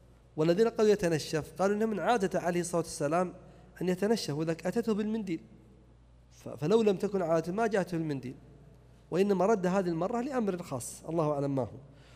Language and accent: Arabic; Najd, Saudi Arabia; إما عليها جدايل أو سمى عندنا في نجد قرون